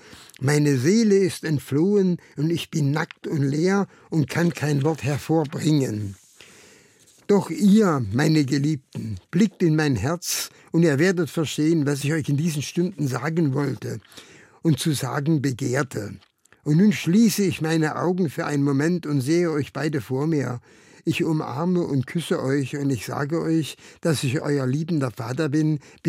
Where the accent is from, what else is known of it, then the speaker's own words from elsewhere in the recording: Karlsruhe, Baden-Württemberg, Germany; born there; Also, ich bin ein gebürtiger Karlsruher, habe dort das Licht der Welt 1927 entdeckt. Ich wurde dann mit den badischen Juden, bereits 1940 sozusagen als Test für die Nazis deportiert.